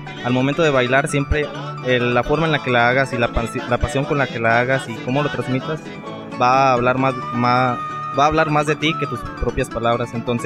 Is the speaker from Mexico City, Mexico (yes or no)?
no; Michoacán, Mexico; now in Guanajuato, Mexico; Bueno, en mi caso, yo no soy proveniente de aquí de Guanajuato, yo vengo del estado de Michoacán.